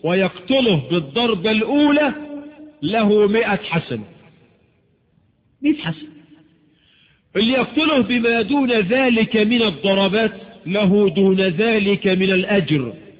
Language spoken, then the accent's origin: Arabic; Egypt; وبعض الشواذ عندنا في مصر في مؤتمر السكان